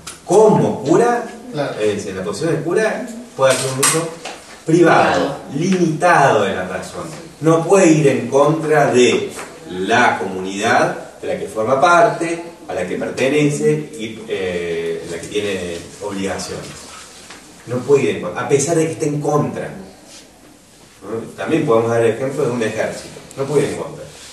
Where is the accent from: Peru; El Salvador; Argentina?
Argentina; Formamos parte, somos contribuyentes del Estado argentino. Somos ciudadanos argentinos.